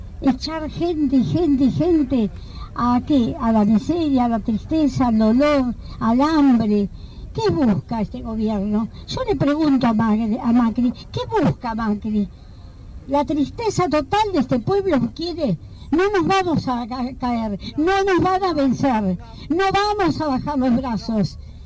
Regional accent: Argentina; esto es la indignación y la vergüenza como argentina

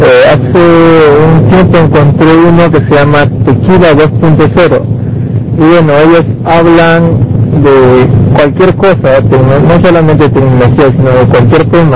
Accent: Peru; a pesar de que soy peruano, tengo una afición por el tequila

